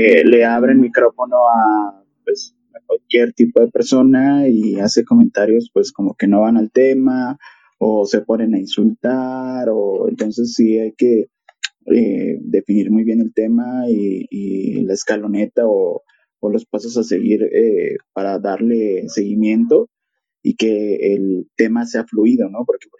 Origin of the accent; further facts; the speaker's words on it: Mexico; acá en mi país, en México, todo el mundo usamos Spotify.